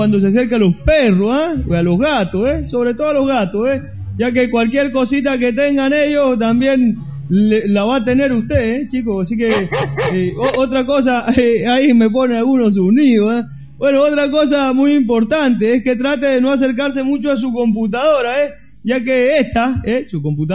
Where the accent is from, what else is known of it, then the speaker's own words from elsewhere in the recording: Cuba; No es muy amargo estar mundial por Cuba, ¿eh, chicos? Que es mi tierra.